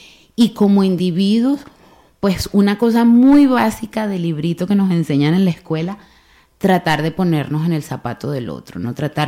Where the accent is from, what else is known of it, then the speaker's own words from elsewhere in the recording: Bilbao, Basque Country, Spain; en el caso aquí de, de Bilbao como bilbaínos, como que hemos nacido aquí, hemos estado toda la vida aquí